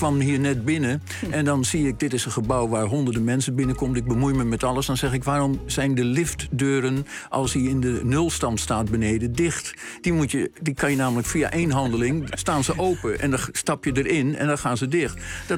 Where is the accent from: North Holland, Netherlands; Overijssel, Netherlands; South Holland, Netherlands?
North Holland, Netherlands; Amsterdam; Ik ben geboren in de Van Egelaan in Amsterdam. Dat is aan het Vondelpark.